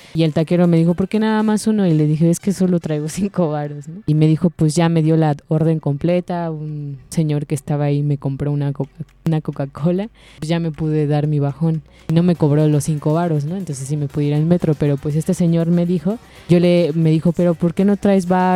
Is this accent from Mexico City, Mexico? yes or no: yes; Mexico City, Mexico; tú dices que todos somos culeros porque somos de la ciudad